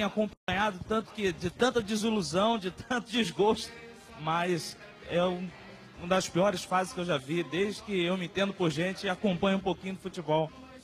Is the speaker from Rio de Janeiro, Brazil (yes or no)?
yes; Rio de Janeiro, Brazil; now in São Paulo, Brazil; saí lá do Rio pra vir ser zoado aqui em São Paulo.